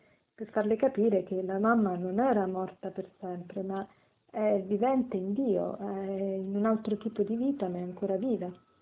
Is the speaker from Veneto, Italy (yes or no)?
no; Rome, Lazio, Italy; sono una consacrata come una suora, vengo da Roma.